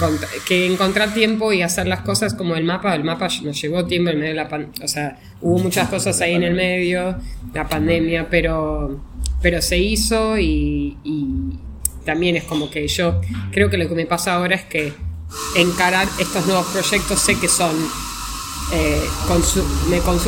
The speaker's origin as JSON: {"language": "Spanish", "town": "Rosario", "region": "Santa Fe", "country": "Argentina", "said": "soy de Rosario y quiero hacer una guía"}